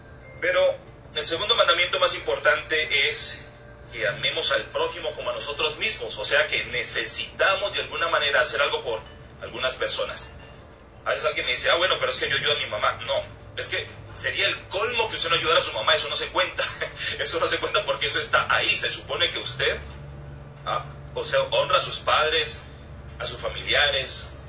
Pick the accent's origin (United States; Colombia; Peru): Colombia; Cali, Valle del Cauca; personas de mi tierra, de Colombia y de Cali